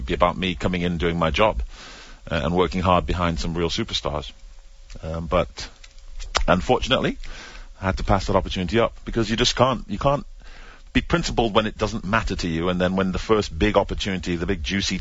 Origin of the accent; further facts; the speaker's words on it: United Kingdom; Some people cited being British.